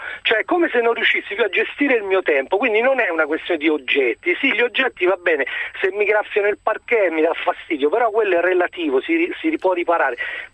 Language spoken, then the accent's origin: Italian; Rome, Lazio, Italy; Io non vivo, sono di Roma, non vivo a Roma, vivo lontano e quindi mi mancano gli amici